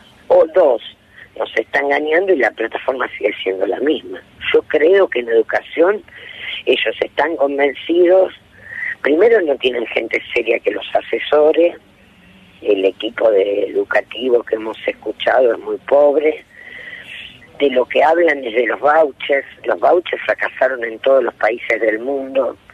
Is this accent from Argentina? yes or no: yes; Santa Fe, Argentina; Yo soy santafesina.